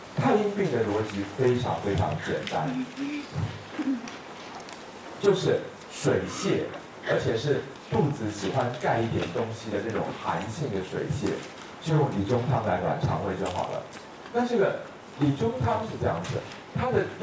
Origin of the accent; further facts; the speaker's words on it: Taiwan; 而尤其如果要说我们台湾人的话，冷东西吃的比较多